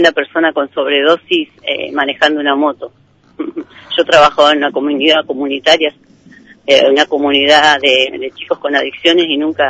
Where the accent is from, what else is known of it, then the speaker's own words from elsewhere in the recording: Allen, Río Negro, Argentina; yo no lo conozco porque yo soy de Allen.